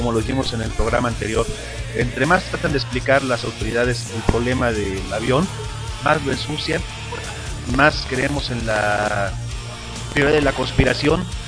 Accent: Mexico; como mexicanos creemos en todas las conspiraciones

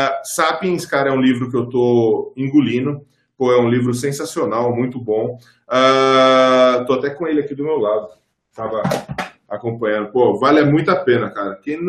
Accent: São Paulo, Brazil; eu cresci em periferia aqui em São Paulo.

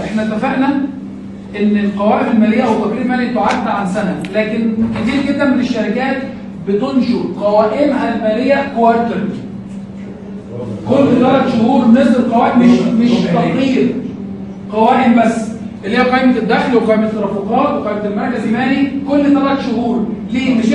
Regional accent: Egypt; في عندنا في مصر

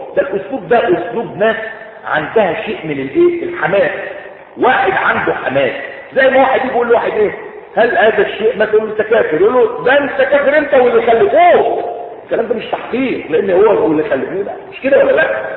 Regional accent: Egypt; في تحميلات عندنا في مصر

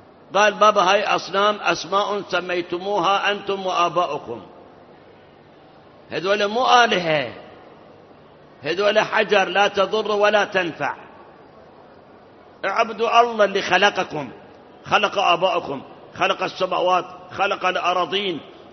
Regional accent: Iraq; وأكو مثل عندنا بالعراق

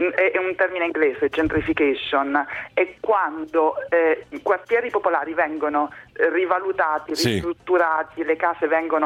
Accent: Rome, Lazio, Italy; Io sono di Roma

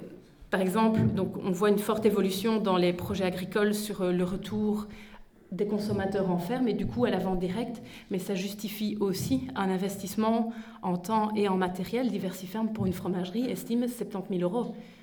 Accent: La Roche-en-Ardenne, Wallonia, Belgium; moi, je ne viens pas du pays de Herve, je viens de la Roche-en-Ardenne et je travaille à Namur.

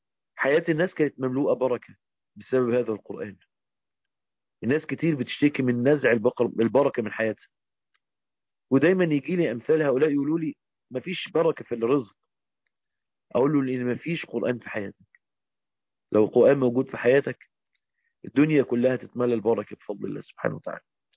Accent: Egypt; زي ما بنقول عندنا في مصر، الأرض دي تموت.

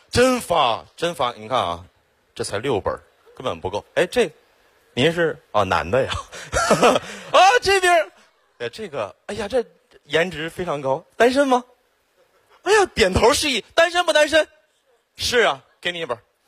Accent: Xiong'an, Hebei, China; 土生土长的雄安人，从小在那长大

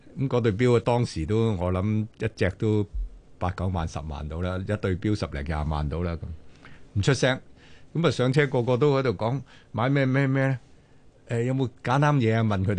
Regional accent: Guangdong, China; 我哋廣東人或者俗話就叫做禾杆冚珍珠，

